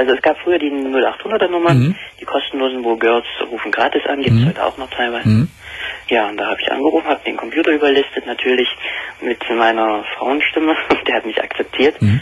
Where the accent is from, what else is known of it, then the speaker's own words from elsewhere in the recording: Saxony, Germany; born there; Ich weiß ja nicht, ob man heraushört, woher ich komme. Ich bin gebürtiger Sachse.